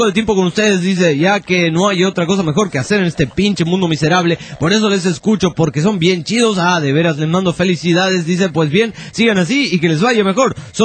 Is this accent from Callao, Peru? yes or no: no; Arequipa, Peru; Soy de la República Independiente de Arequipa